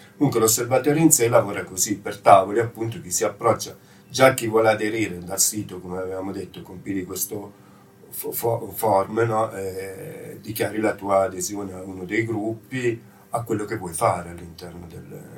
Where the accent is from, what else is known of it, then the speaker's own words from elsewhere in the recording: Varese, Lombardy, Italy; io sono di Varese